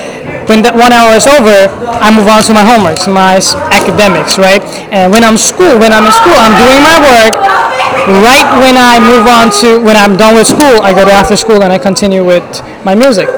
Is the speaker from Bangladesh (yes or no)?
yes; Bangladesh; English is a second language; My family background is, we are Bengali. We are from Bangladesh, okay. And we are Muslim.